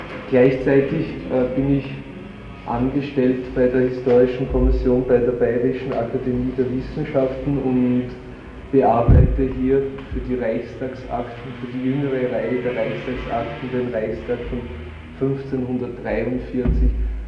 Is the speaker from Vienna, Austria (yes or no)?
yes; Vienna, Austria; Ich bin aus Wien